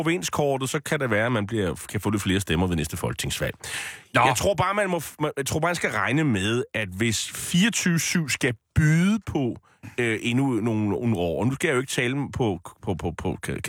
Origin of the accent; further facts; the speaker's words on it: Bornholm, Capital Region of Denmark, Denmark; Og vi sender over til Bornholm, hvor jeg kommer fra.